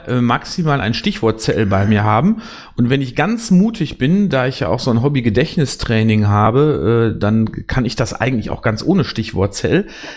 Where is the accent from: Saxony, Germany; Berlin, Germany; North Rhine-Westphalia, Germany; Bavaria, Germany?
North Rhine-Westphalia, Germany; born there; denn ich bin 2010 erst in den Kreis Borken gezogen und komme gebürtig aus dem Kreis Wesel.